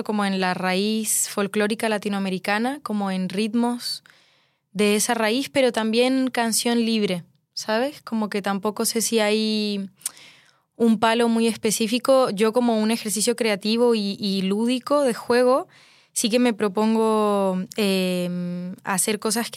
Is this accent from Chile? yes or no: yes; Chile; moved away; El hecho de que yo pueda estar en esta ciudad siendo chilena, siendo migrante y dedicarme a la música